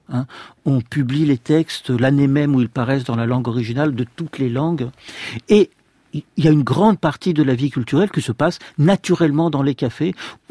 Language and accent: French; Rennes, Brittany, France; Oui, non, je viens pas de Rostronin, je viens de Rennes